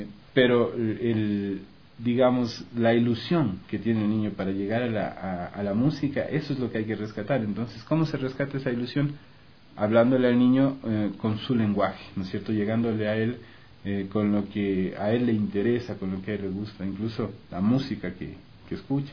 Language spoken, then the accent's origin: Spanish; Quito, Pichincha, Ecuador; now in Cuenca, Ecuador; Yo en realidad soy quiteño, yo nací en Quito, pero ya vivo en Cuenca algunos años. Yo también ya me considero cuencano, y ahorita mantengo mi residencia permanente en la ciudad de Cuenca